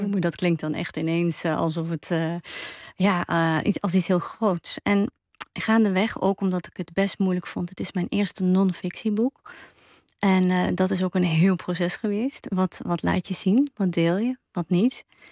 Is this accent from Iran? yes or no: no; Ghent, Flanders, Belgium; Ik ben opgegroeid in België en dat is altijd wel mij ingeprent van wees vooral bescheiden. Of zoals we in Gent zeggen, geen een dikke nek krijgen.